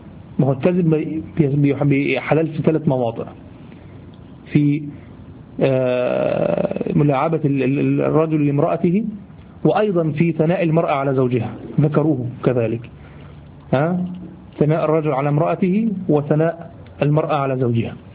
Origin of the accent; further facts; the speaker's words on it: Egypt; دي دايمين لغوة عندنا في لساننا كمصريين